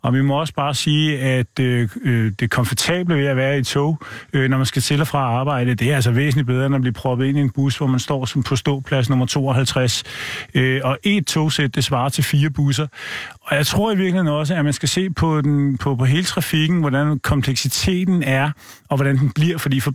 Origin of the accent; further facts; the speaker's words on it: Capital Region of Denmark, Denmark; Jeg er født og opvokset på Vestegn, hvor al trafik, det skulle ind over hovedbanen for, at man skulle ud igen.